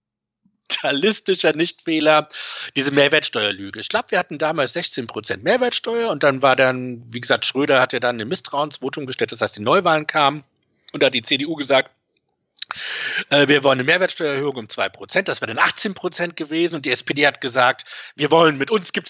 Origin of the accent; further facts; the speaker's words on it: Frankfurt am Main, Hesse, Germany; Und dann komme ich aus Frankfurt am Main. Ich bin hier auch groß geworden.